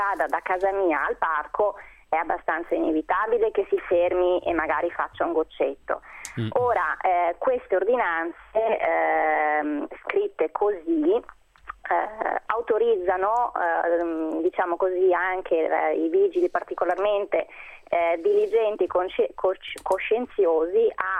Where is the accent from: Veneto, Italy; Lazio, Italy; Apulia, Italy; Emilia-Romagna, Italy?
Veneto, Italy; Vicenza; No, io sono di Vicenza città.